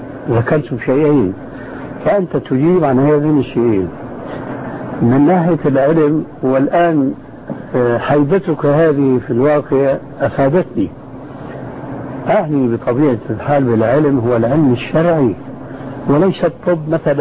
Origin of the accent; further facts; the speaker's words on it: Syria; اسمح لي نصف الكلام يقولون عندنا في الشام ما عليه جواب